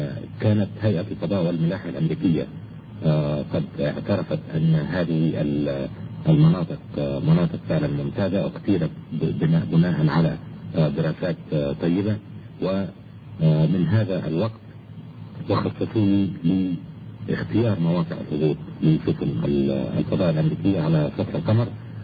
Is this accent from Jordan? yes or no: no; Egypt; moved away as an adult; أنا ولدت أساسا في مصر ودرست في مصر إلى البكالوريوس في جامعة علوم عين شمس، وحصلت على درجة البكالوريوس في عام 1958 في الكيمياء والجيولوجيا،